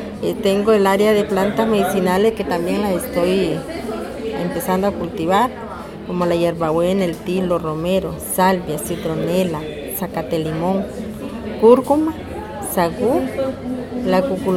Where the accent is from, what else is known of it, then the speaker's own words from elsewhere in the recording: Upala, Alajuela, Costa Rica; born there; also born or lived in Nicaragua; Yo vine a Nicaragua, digamos a los 27 años por ahí, pero cuando yo nací en Upala. Lo que pasa es que como de 6, 7 años mis padres me llevaron a Nicaragua y después volví otra vez.